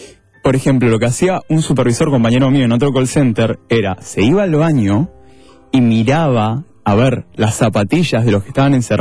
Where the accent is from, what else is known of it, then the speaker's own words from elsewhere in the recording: San Martín, Argentina; Yo soy de San Martín.